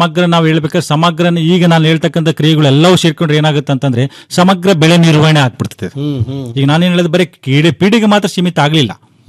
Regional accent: Bellary, Karnataka, India; ನಾನು ಮೂಲತಃ ಉತ್ತರ ಕರ್ನಾಟಕದವ, ನಾನು ಬಳ್ಳಾರಿಯವ

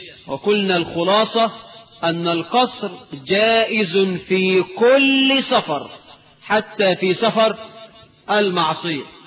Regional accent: Egypt; اللهم اجعل بلدنا مصر آمنة مطمئنة

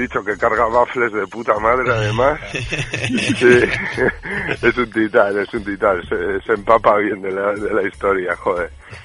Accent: Bilbao, Basque Country, Spain; born there; yo es que nací en Bilbao

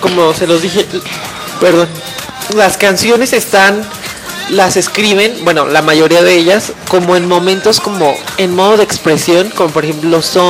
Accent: Mexico; como mexicano y como no dominante del idioma inglés.

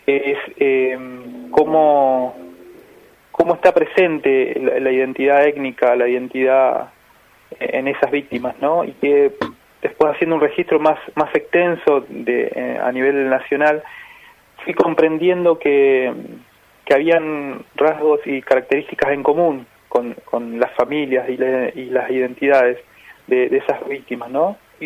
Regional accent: Neuquén, Argentina; born there; also born or lived in Buenos Aires; Yo soy nací en Neuquén, en la ciudad de Neuquén, capital. Viví un tiempo en Buenos Aires, pero ahora estoy trabajando hace ya cerca de 5 años en Neuquén y en varias ciudades cercanas.

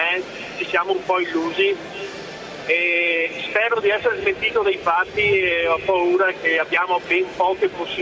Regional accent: Treviso, Veneto, Italy; io sono un trevigiano della provincia di Treviso

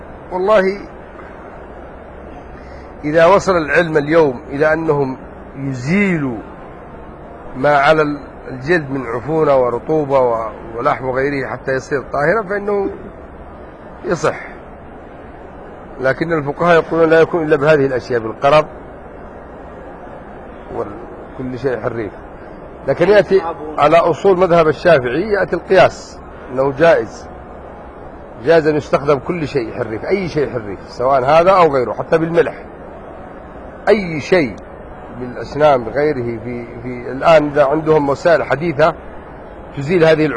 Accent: Yemen; لا انا يمني مش في السعوديه

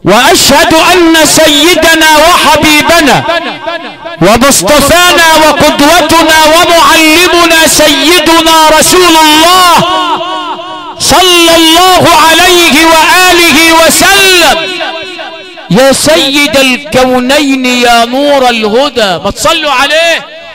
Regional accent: Sharqia Governorate, Egypt; عندنا في الشرقية ومن أسوان لإسكندرية

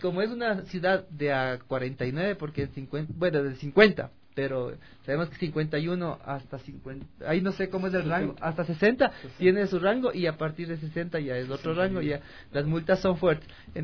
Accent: Quito, Pichincha, Ecuador; Nosotros, acostumbrados al radar de acá, como quiteños, vamos a Ambato y vemos el número.

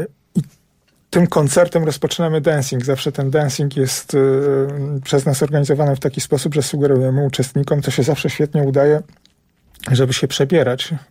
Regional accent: Warsaw, Masovian Voivodeship, Poland; Ja się wychowałem na Grochowie. I mój mały świat to jest taki trójkąt ograniczony ulicami Waszyngtona, Grenadierów i Trasą Łazienkowską.

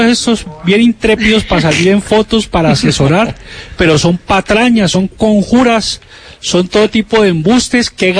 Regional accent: Zarzal, Valle del Cauca, Colombia; que me lleva a mi terruño allá en Zarzal, espantando todos esos zancudos y todas esas culebras, oiga.

